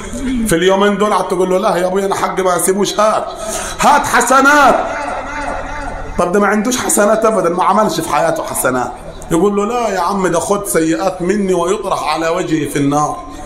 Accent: Upper Egypt, Egypt; زي ما بنقول عندنا في الصعيد هنا

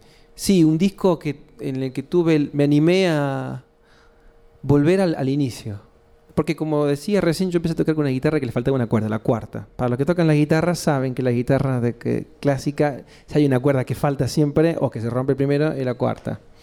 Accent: Córdoba, Argentina; accent: cordobés; yo soy de Córdoba capital. Se nota ahí la tonada en la supervivencia de la lengua come chingón, esa tonada cordobesa de Córdoba capital. Soy de un barrio popular que se llama Barrio General Bustos, un barrio ligado al ferrocarril

